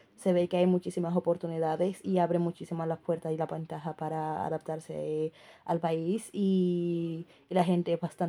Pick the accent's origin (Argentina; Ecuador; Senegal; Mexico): Senegal; now in Seville, Spain; y soy de Senegal.